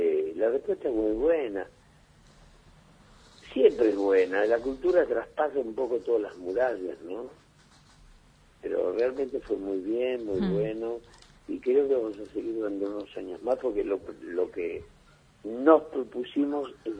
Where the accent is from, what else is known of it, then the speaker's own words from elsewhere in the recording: Argentina; todos somos argentinos